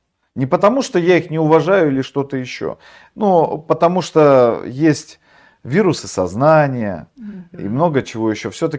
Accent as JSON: {"language": "Russian", "town": "Norilsk", "region": "Krasnoyarsk Krai", "country": "Russia", "said": "Я же из Норильска, я знаю, что это такое."}